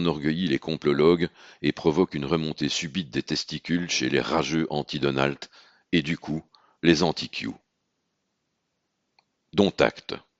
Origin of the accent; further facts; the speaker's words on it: Belgium; Idem chez nous en Belgique